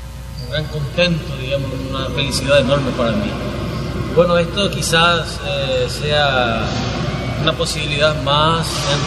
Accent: Yutí, Caazapá, Paraguay; Estoy pensando hacer un concierto en Asunción, en Encarnación y en mi pueblo natal, Yutí.

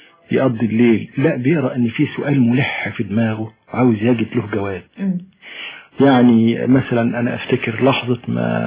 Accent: Egypt; انا مصري منتمي للتراب بتاع مصر،

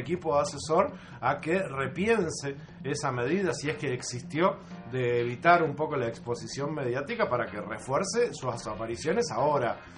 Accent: Uruguay; Y yo creo que no debemos, como uruguayos.

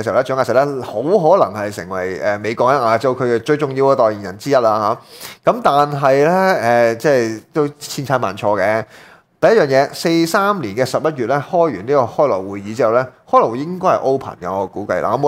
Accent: China; 我就係中國人，即刻與有榮焉啦

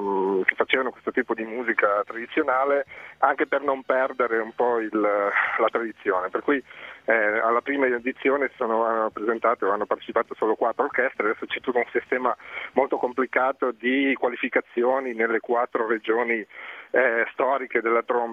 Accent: Friuli-Venezia Giulia, Italy; io sono del Friuli, un paesino come tanti del Friuli, come il mio

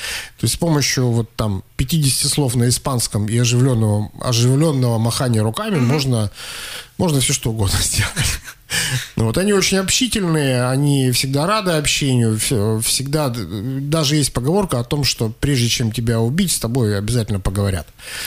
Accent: Russia; он когда узнал, что мы из России, он остановил нас

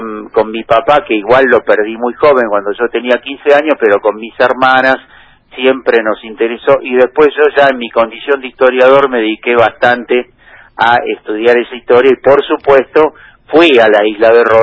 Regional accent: Buenos Aires, Argentina; born there; obviamente nací acá, yo nací en Colegiales.

